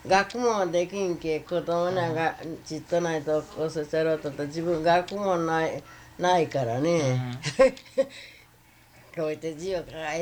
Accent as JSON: {"language": "Japanese", "town": "Iwakuni", "region": "Yamaguchi", "country": "Japan", "said": "お国、山口県の岩国。"}